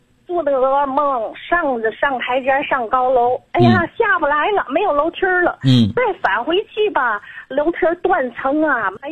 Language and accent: Chinese; Tianjin, China; 我还没介绍我自己，我是天津的。